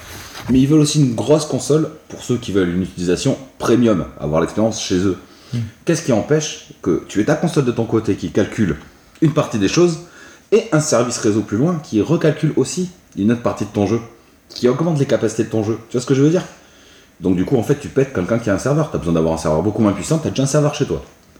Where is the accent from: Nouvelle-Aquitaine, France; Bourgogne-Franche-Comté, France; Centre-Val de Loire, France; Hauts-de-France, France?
Nouvelle-Aquitaine, France; Bordeaux; Ouais, parce qu'on est de Bordeaux, mais bon, Paris.